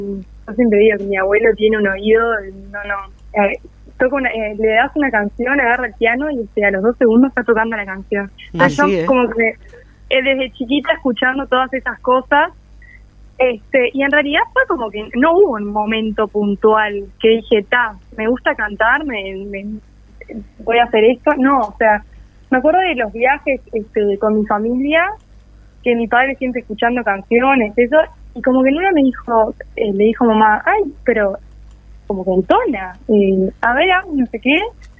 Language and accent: Spanish; San José de Mayo, San José, Uruguay; also born or lived in Montevideo; Yo soy de San José, en realidad nací allá en Montevideo, pero al año me vine a vivir para acá. Uh-huh. Y bueno, me he formado acá.